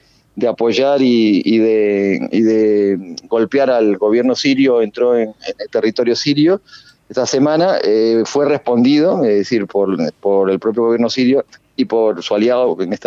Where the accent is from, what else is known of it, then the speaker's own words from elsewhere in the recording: Uruguay; pero como soy uruguayo